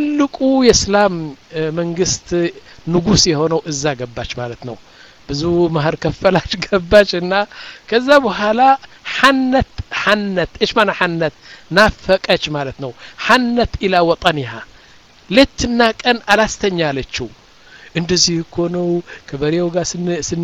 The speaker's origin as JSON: {"language": "Amharic", "town": "Mendefera", "region": "Southern Region", "country": "Eritrea", "tie": "born or raised there", "said": "አሁን መንደፈራ የምትባለው ከተማ እኔ ያደኩባት 50 ሺህ ሰዎች ያሏት ነው ዋና ከተማ አይደለችም ያኒ ትንሽ ከተማ ነች እዛ ነው ያደኩት"}